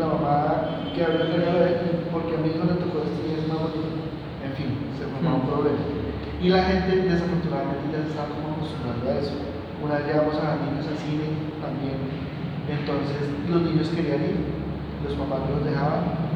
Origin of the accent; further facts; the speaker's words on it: Girardot, Cundinamarca, Colombia; los que somos de Girardot, asociamos